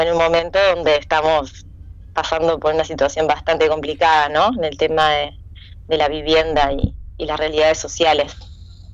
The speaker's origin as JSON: {"language": "Spanish", "town": "San Carlos", "region": "Maldonado", "country": "Uruguay", "tie": "born or raised there", "also_born_or_lived": "Montevideo", "said": "Yo soy de San Carlos, me crié, o sea, nací en Montevideo, pero por circunstancias médicas, pero soy criada en San Carlos"}